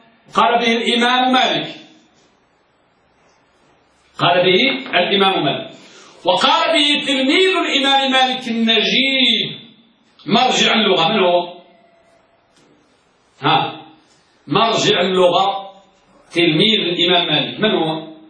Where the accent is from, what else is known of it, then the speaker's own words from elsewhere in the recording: Morocco; نحن من المغرب يا مغرب العرب.